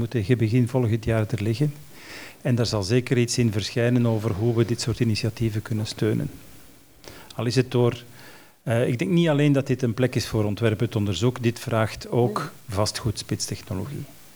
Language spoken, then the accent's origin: Dutch; Antwerp, Flanders, Belgium; now in Brussels, Belgium; ik ben geboren in de Zeefhoek, dat gebouw is een icoon uit mijn jeugd, en ik woon nu in Brussel in een toren en ik zie bij helder weer de Oudaan aan de horizon